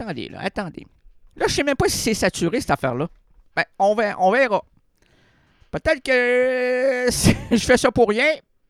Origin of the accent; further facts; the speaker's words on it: Quebec, Canada; Déjà là, moi, je suis un Québécois, je peux comprendre la balloune.